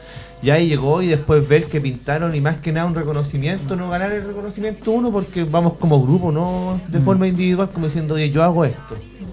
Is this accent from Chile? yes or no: yes; Bajos de Mena, Santiago Metropolitan Region, Chile; Yo soy de Bajos de Mena.